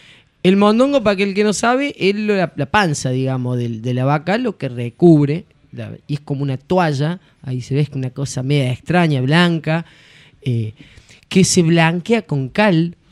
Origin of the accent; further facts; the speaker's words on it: Córdoba, Argentina; De Córdoba, papá.